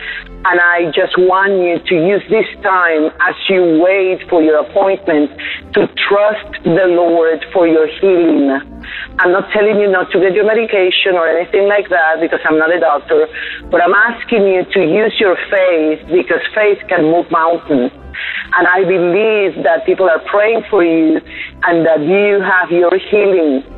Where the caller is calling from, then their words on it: Texas, United States; I'm calling from South Texas.